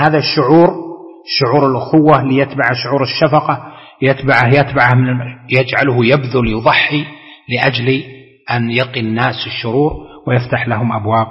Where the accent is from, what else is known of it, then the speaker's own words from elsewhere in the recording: Saudi Arabia; أقوى قوة عندنا في المملكة العربية السعودية